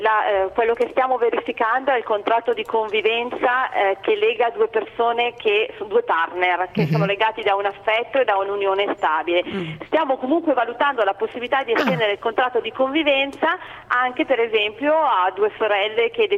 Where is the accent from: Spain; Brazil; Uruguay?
Brazil; Italian is a second language; no, sono brasiliana.